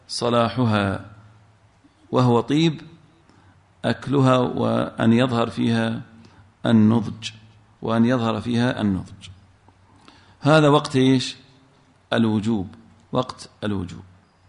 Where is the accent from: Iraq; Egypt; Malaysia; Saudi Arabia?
Saudi Arabia; Al-Ahsa, Eastern Province; إحنا عندنا في الأحساء لها اسم معين